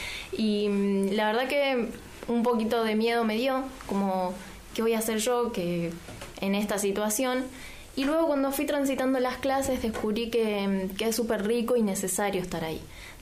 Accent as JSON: {"language": "Spanish", "region": "Mendoza", "country": "Argentina", "lives_now": "San Martín, Argentina", "said": "vengo de Mendoza. Y vengo de una escuela privada."}